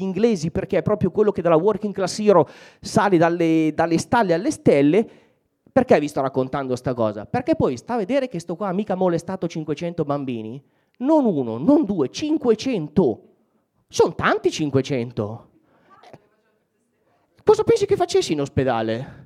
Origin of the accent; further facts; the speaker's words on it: Mantua, Lombardy, Italy; io ho un problema con le S, vengo da Mantova ma siamo quasi emiliani, quindi abbiamo un problema con la S sibilina